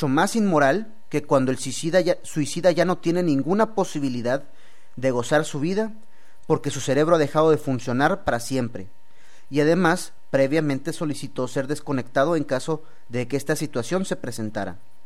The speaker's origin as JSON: {"language": "Spanish", "country": "Mexico", "said": "también habemos quienes no compartimos sus creencias y que también somos mexicanos"}